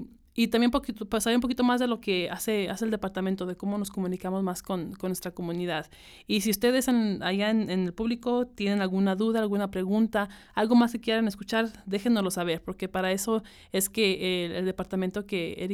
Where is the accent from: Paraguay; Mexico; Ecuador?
Mexico; Zacatecas; moved away; inmigrante, mexicana, zacatecana, yo les puedo decir